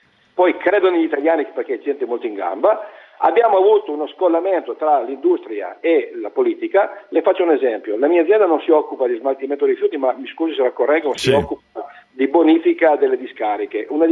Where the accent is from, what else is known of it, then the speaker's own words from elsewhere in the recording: Piedmont, Italy; Noi da piemontese, come in piemontese diciamo, sì?